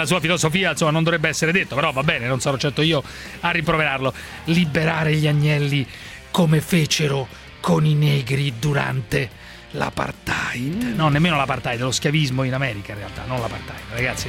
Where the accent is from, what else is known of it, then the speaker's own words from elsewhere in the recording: Naples, Campania, Italy; Sono napoletano e dunque sono a favore dell'ozio